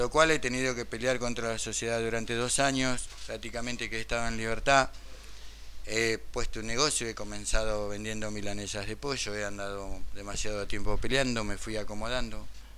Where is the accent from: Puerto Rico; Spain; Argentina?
Argentina; Santiago del Estero; hoy tengo 42 años, soy oriundo de Santiago del Estero, lo cual provengo de familia humilde.